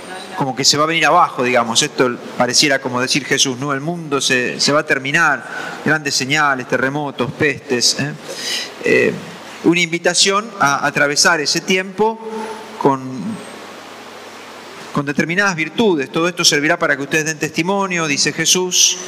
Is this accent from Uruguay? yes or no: no; Argentina; otra vez como argentinos estamos envueltos en una crisis